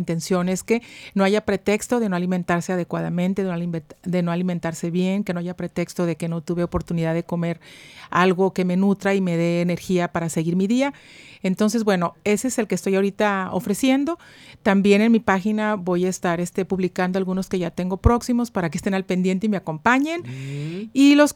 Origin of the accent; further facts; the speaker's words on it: Guadalajara, Jalisco, Mexico; now in Monterrey, Mexico; uh-huh. nacida en Guadalajara, Jalisco, ya casi 30 años aquí en Monterrey.